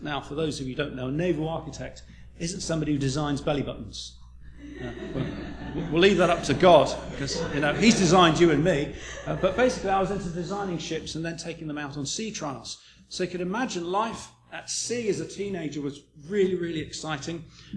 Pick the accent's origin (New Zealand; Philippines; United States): New Zealand; born there; I'm not English. I have an Irish name, but I have no Irish blood whatsoever, so I need to explain that a little bit. I was born in New Zealand quite a long time ago.